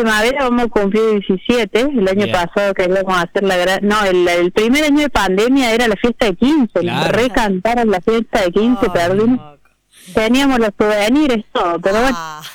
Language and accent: Spanish; Córdoba, Argentina